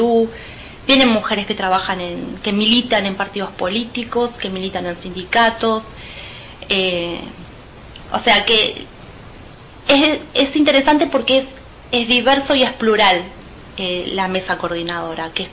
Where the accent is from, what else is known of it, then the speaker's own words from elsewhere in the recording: José C. Paz, Buenos Aires Province, Argentina; yo soy de José C. Paz, soy docente, soy profesora de historia.